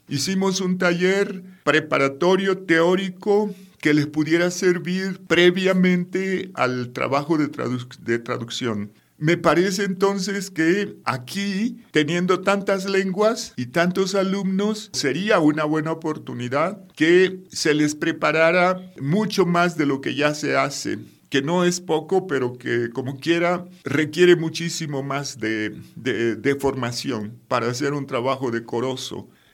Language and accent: Spanish; Oaxaca, Mexico; yo, que vengo de la costa de Oaxaca, donde tenemos una población indígena mixteca